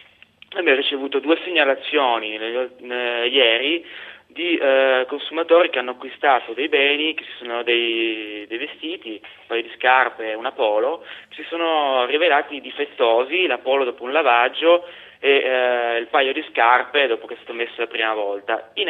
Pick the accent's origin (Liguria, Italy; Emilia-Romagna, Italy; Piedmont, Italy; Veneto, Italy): Piedmont, Italy; Turin; Rispondendo all'ascoltatore di Torino, anch'io torinese